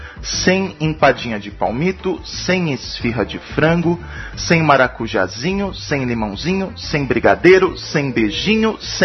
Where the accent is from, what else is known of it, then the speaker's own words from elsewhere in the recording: São Paulo, Brazil; porque eu sou de São Paulo